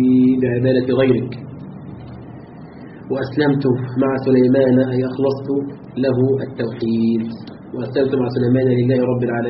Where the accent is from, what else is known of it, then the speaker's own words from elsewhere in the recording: Egypt; طبعا ليس عندنا في مصر